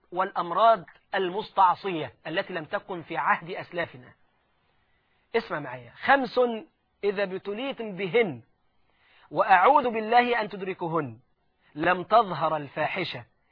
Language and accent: Arabic; Egypt; وده اللي غرس الانجليز عندنا في مصر قبل ما يمشوا